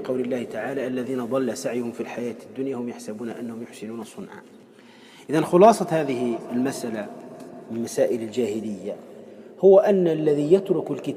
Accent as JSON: {"language": "Arabic", "country": "Tunisia", "said": "ولهذا عندنا في تونس مثلا فيما يسمى بالحضرة وغيره"}